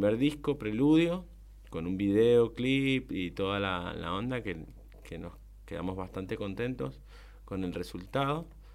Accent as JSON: {"language": "Spanish", "town": "Colonia Segovia", "region": "Tarija", "country": "Bolivia", "said": "En Bermejo, mis pagos. O sea, yo soy de Colonia Segovia."}